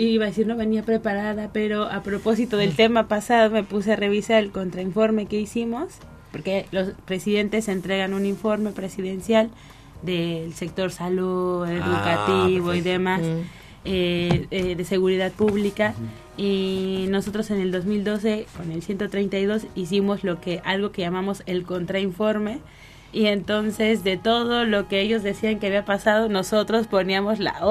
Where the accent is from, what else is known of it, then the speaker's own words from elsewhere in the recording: Mexico; como pueblo mexicano, como pueblo latinoamericano, también podemos aprender